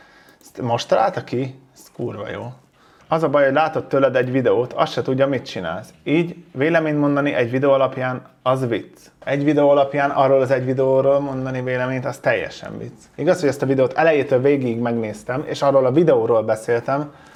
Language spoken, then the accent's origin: Hungarian; Hungary; Amúgy vidékről származom. Mindig belpestiznek, hogy látszik, hogy Pesten nőtt fel, meg minden. Olyan faluban nőttem fel, ahol kevesebb, mint 1000 ember lakik, szóval igen, vidéki vagyok